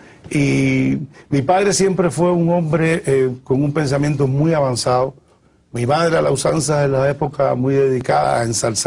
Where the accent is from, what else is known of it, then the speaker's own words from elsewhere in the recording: Havana, Cuba; Yo nací en Cayo Hueso. Sigo viviendo en Cayo Hueso, aunque vivo ahora en El Vedado. Pero mi estilo de vida quedó marcado por Cayo Hueso, el concepto del barrio